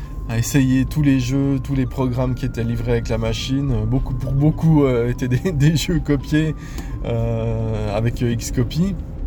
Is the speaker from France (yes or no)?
no; Switzerland; je suis suisse, j'habite du côté de Lausanne